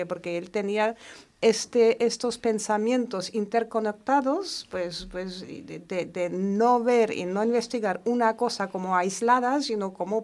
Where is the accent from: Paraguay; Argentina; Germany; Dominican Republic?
Germany; Spanish is a second language; siendo alemana que soy, pues yo creo que, no sé, por la forma de educación, tal vez en Alemania no estaba tan consciente del problema que todavía existe